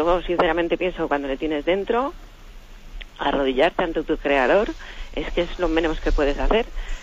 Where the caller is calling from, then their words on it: Alcobendas, Community of Madrid, Spain; de Alcobendas.